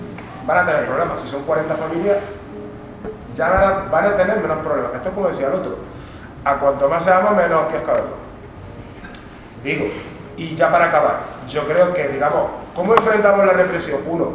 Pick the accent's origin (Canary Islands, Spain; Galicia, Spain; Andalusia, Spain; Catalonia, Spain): Andalusia, Spain; Córdoba; Yo que soy de Córdoba, y en otros sitios, en Cádiz y en otros sitios